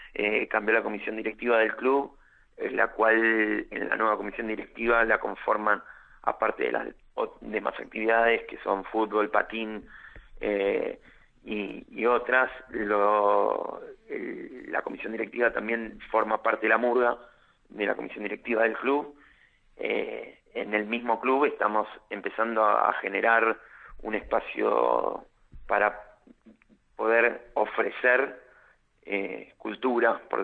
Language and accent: Spanish; Buenos Aires, Argentina; Nosotros somos del barrio de Villa Soldati, barrio que no, la oferta cultural es escasa, por no decir que es nula.